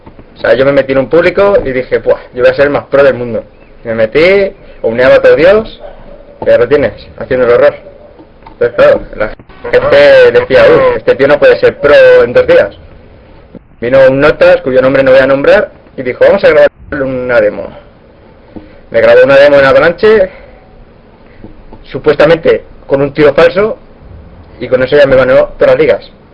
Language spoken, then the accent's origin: Spanish; Barcelona, Catalonia, Spain; born there; Soy español, nacido en Barcelona, capital. Tengo 19 años.